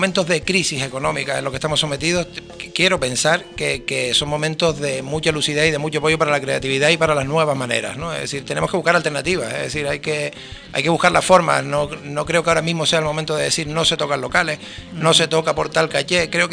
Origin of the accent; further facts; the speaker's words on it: Canary Islands, Spain; also born or lived in Bogotá, Colombia; Soy muy canario.